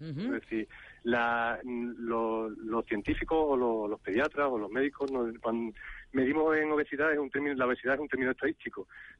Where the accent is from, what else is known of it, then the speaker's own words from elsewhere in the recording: Cádiz, Andalusia, Spain; antes yo iba al colegio andando en Cádiz, que yo soy de Cádiz